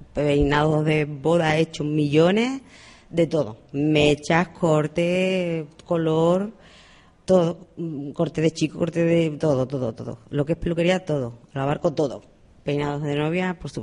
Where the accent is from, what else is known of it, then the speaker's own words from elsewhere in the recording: Andalusia, Spain; La tuve 14 años en mi pueblo, que yo soy de Sevilla, y olé, de un pueblecito pequeñito. Y allí le tuve 14 años hasta que me enamoré de un sevillano y me vine para acá, para las islas.